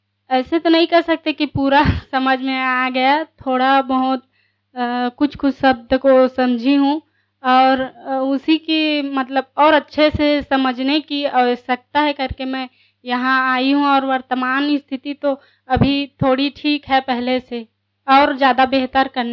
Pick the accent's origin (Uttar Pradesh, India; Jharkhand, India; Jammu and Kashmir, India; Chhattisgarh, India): Chhattisgarh, India; Raipur; और मैं रायपुर छत्तीसगढ़ से आई हूँ।